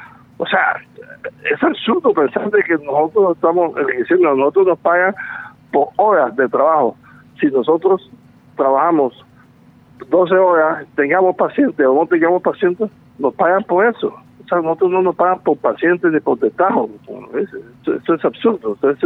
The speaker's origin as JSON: {"language": "Spanish", "region": "Córdoba", "country": "Colombia", "said": "yo vengo de Córdoba. Córdoba es famosa, desafortunadamente, por los benditos carteles."}